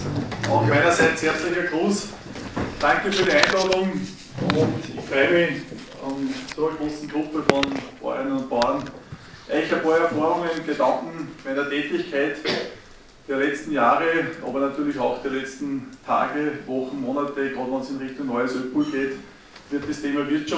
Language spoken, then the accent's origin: German; Upper Austria, Austria; Ich komme aus dem Bezirk Vöcklabruck